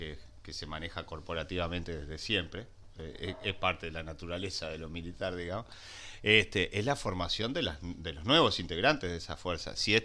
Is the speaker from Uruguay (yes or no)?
yes; Uruguay; en Uruguay, en este país, todos somos uruguayos